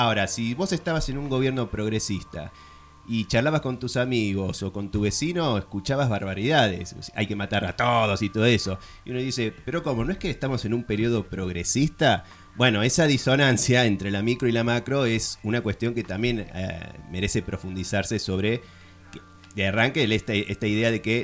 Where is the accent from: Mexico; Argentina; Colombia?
Argentina; Córdoba; born there; Aunque no se note, yo nací en la ciudad de Córdoba.